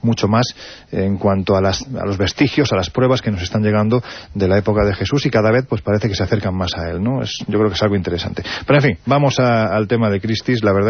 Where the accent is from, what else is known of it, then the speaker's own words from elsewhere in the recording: Andalusia, Spain; yo tiro por mi tierra, con lo cual hay que decir que Castulo está en Linares, que es Jaén.